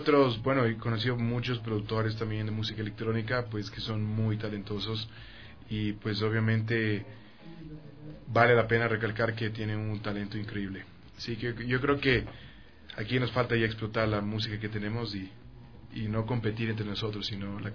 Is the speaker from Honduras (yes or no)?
no; Ecuador; Hay mucha gente que no sabe que soy ecuatoriano, pero estoy en la lucha de hacerme conocer en el tema de que realmente es música producida en Ecuador.